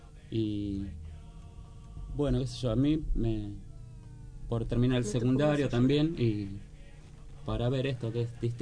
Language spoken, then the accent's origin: Spanish; Antofagasta, Chile; de Antofagasta.